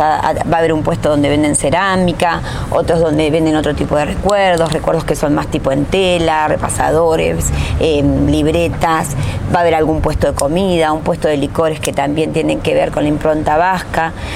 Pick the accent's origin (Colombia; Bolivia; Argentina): Argentina; somos argentinos, descendientes de vascos.